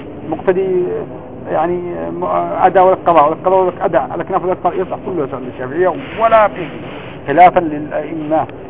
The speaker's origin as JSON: {"language": "Arabic", "country": "Yemen", "said": "عندنا في اليمن"}